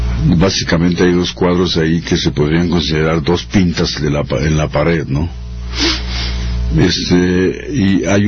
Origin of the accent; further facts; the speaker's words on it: Mexico City, Mexico; en un barrio proletario. Nací en la Guerrero, pero luego me fui a la Plutarco Elías Calles